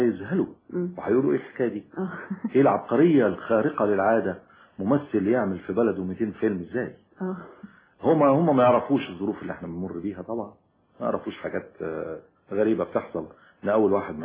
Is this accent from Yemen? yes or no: no; Egypt; إن أنا زي ما قلت سيادتك إن أنا من الريف